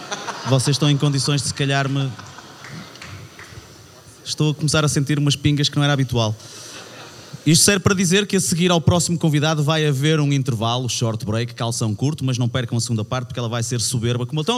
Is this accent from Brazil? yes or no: no; Porto, Norte, Portugal; nós somos do Porto, sabemos como é que é.